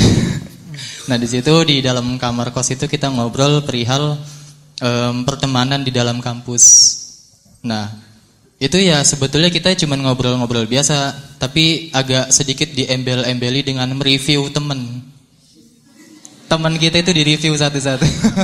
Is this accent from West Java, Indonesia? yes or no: yes; Bekasi, West Java, Indonesia; Enggak ada tulohnya ya. … asal saya dari Bekasi. Saya mahasiswa UIN Sunan Kalijaga.